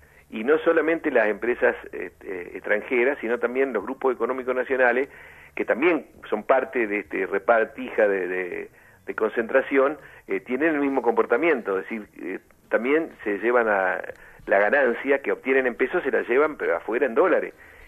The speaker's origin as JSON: {"language": "Spanish", "country": "Argentina", "said": "no somos los argentinos los que tomamos las decisiones ni los que definimos las grandes estrategias"}